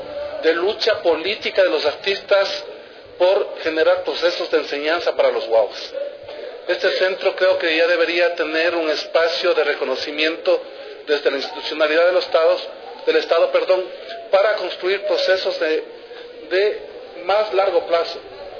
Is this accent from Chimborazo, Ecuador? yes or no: yes; Riobamba, Chimborazo, Ecuador; yo soy chagra de Riobamba